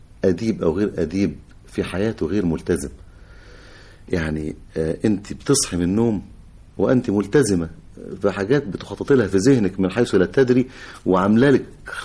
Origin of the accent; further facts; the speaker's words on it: Egypt; وعارف كمصري وكمواطن بيقاسي وبيتمنى الخلاص لغاية ما حدثت الثورة